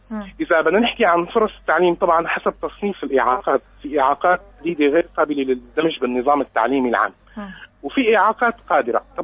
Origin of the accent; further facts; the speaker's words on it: Syria; أنه نحن عندنا بسوريا الكلمة المستخدمة هي كلمة نفسه تماماً